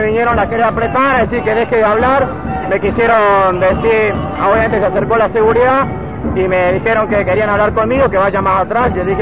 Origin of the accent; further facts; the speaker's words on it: Salta, Argentina; Yo soy de Salta